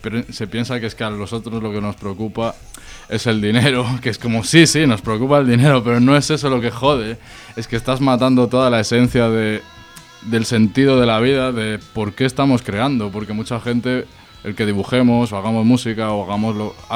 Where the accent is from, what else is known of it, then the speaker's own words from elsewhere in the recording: Galicia, Spain; que soy gallego? Ese problema no lo tengo.